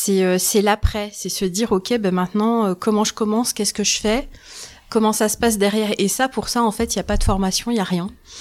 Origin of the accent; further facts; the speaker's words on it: Île-de-France, France; now in Remiremont, France; Je suis originaire d'Île-de-France. Et en fait, ça fait quelques temps qu'on voulait déménager et on a sauté le pas en octobre 2022 et du coup, on est venu emménager à Remiremont.